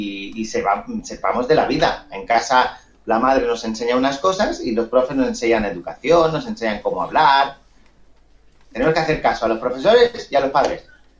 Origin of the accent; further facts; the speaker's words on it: Argentona, Catalonia, Spain; yo soy de Barcelona, de un pueblecito muy pequeño que se llama Argentona